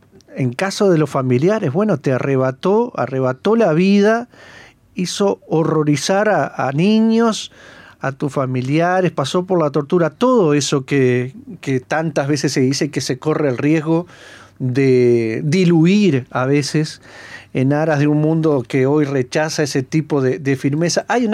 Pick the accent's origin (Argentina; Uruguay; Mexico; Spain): Uruguay; que somos todos uruguayos